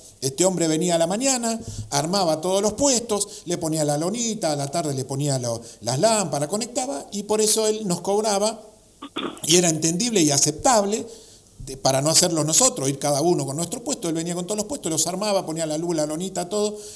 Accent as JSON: {"language": "Spanish", "town": "Remedios de Escalada", "region": "Buenos Aires Province", "country": "Argentina", "said": "a nosotros, que somos separatistas acá de Remedio de Escalada"}